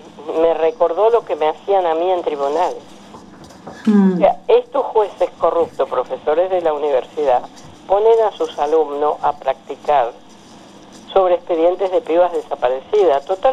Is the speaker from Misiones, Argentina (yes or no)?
yes; Misiones, Argentina; yo tengo apenas una primaria y vengo de la selva de Misiones, que casi me come una anaconda de 10 metros cuando tenía 8 años.